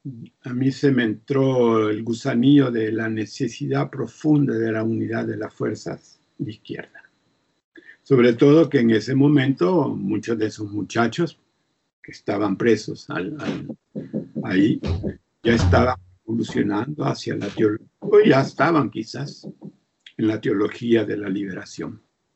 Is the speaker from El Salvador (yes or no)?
yes; El Salvador; moved away as an adult; also born or lived in Costa Rica / Chile; Después tuve que salir del país y salí de El Salvador para Costa Rica, y de Costa Rica los compañeros decidieron que saliera hacia Chile